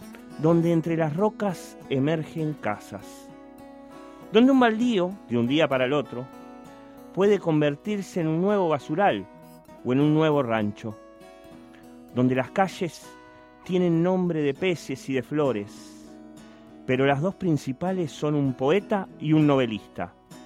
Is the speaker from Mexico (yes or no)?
no; Montevideo, Uruguay; born there; yo nací en el Cerro Norte, después me fui a La Teja. Después anduve por el mundo y volví hace unos años a Santa Catalina.